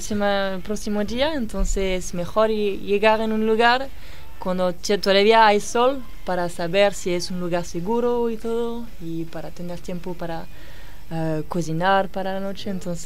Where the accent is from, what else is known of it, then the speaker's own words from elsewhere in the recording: Saint-Cyr-sur-Mer, Provence-Alpes-Côte d'Azur, France; Spanish is a second language; Se llama Saint-Cyr-sur-Mer. Es un pequeño pueblo, no mucho conocido, pero cerca del mar Mediterráneo.